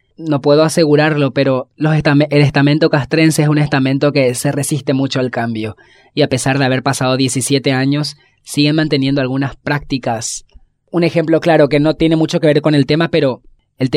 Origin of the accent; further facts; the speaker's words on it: Asunción, Paraguay; soy de Asunción, Paraguay